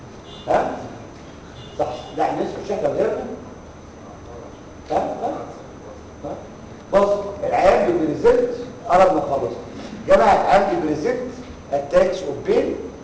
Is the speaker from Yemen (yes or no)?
no; Egypt; خلينا نتكلم على مصر ما زال عندنا في مصر